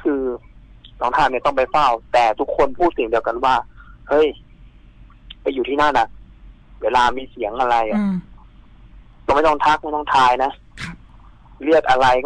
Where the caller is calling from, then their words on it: Bangkok, Thailand; อยู่กรุงเทพครับ